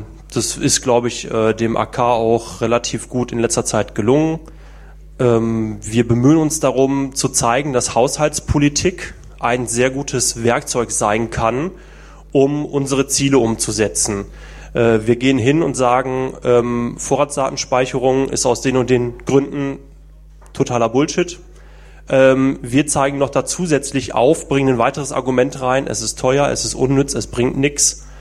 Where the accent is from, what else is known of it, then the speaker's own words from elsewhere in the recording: Essen, North Rhine-Westphalia, Germany; also born or lived in Langenberg; Bin aufgewachsen in Essen